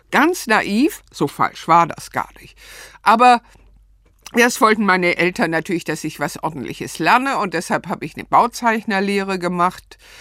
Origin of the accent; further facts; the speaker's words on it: Stuttgart, Baden-Württemberg, Germany; also born or lived in Ludwigsburg; dann ging es zurück nach Stuttgart. Aufgewachsen bin ich in Stuttgart-Bad Cannstatt.